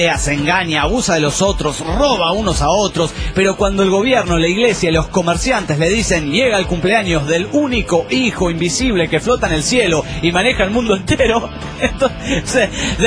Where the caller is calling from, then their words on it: Tijuana, Baja California, Mexico; de Tijuana, México.